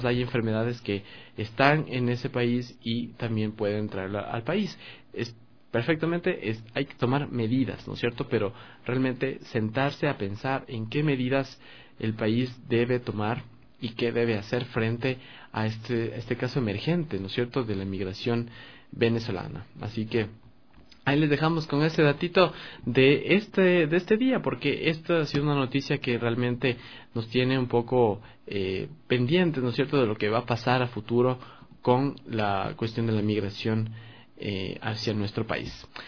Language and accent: Spanish; Ecuador; nuestras realidades también como ecuatorianos, en algún momento nos hemos visto obligados a migrar